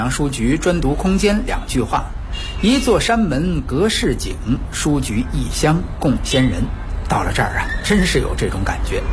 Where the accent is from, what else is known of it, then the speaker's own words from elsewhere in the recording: Beijing, China; 西单呀，是咱们北京人最钟爱的市中心的繁华商业区